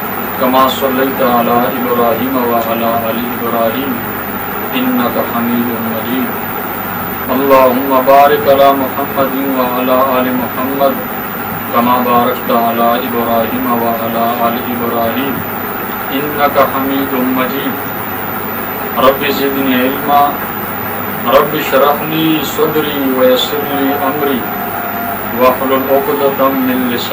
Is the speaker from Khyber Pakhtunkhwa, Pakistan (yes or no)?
yes; Kohat, Khyber Pakhtunkhwa, Pakistan; also born or lived in Karachi / Punjab; اس گنبٹ قصبے کا میں رہنے والا ہوں. میری پیدائش اسی کوہاٹ کے علاقے میں سینی گنبٹ کے قصبے میں ہوئی ہے اور میں نے تعلیم پھر اپنے کوہاٹ میں بھی حاصل کی.